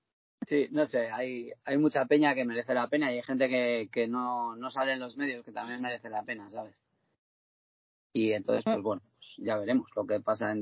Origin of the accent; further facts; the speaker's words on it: Teruel, Aragon, Spain; yo me siento súper querido en mi tierra, ¿sabes? Porque, a ver, primero yo llevo 25 años haciendo música en Teruel